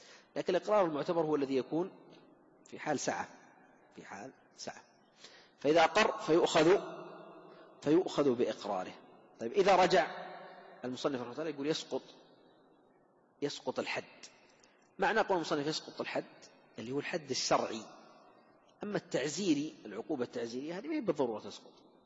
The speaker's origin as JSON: {"language": "Arabic", "country": "Saudi Arabia", "said": "خصوصا عندنا في المملكة العربية السعودية"}